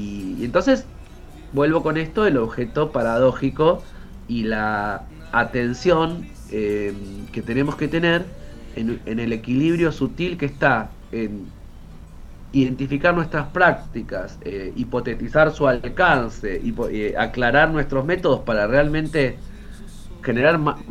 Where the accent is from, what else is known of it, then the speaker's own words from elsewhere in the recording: Bahía Blanca, Buenos Aires Province, Argentina; las personas que somos de Bahía Blanca no nos hemos mojado con el agua de la bahía.